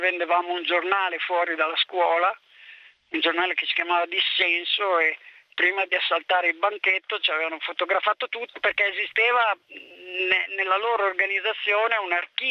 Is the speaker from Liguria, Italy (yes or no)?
no; Bologna, Emilia-Romagna, Italy; Ma io sono di Bologna